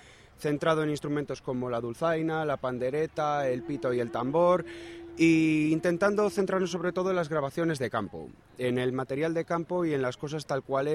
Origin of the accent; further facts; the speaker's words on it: Palencia, Castile and León, Spain; como Burgos, como Palencia, que es de donde soy yo, como Valladolid, ¿no?